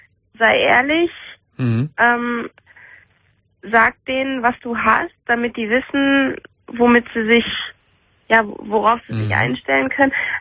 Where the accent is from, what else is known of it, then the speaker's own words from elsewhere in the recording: Münster, North Rhine-Westphalia, Germany; Also ich komme aus Münster, ich wohne in Münster und ich hatte hier einen Job.